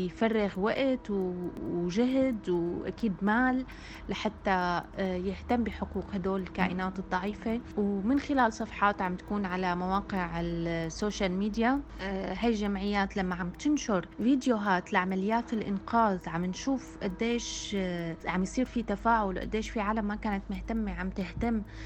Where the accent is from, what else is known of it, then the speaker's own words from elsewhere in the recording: Syria; بدي أعطي مثال كوني أنا سورية وعم تابع الوضع عن كثب بسوريا